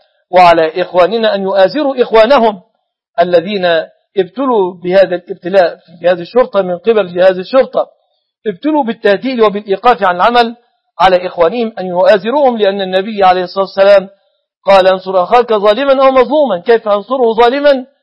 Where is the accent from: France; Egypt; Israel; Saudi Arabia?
Egypt; كما أسأله سبحانه أن يحفظ بلادنا مصر أمنة مطمئنة